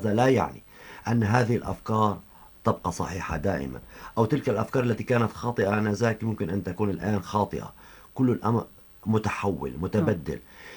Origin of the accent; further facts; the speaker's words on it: Syria; وهذا ما نعاني حاليا في بلدنا سوريا